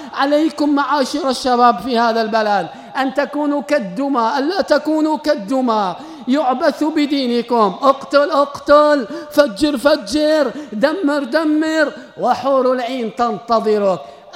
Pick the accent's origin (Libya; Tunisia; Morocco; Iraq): Libya; أن يعم الخير في بلادنا ليبيا وفي جارتنا تونس